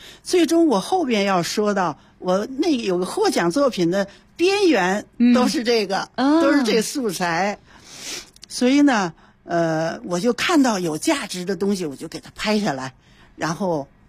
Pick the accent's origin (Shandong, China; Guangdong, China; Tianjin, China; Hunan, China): Tianjin, China; also born or lived in Hebei; now in Beijing, China; 今年73岁， 我的老家是河北，我在天津长大，毕业以后分配到北京，所以北京、天津、河北都是我的老家。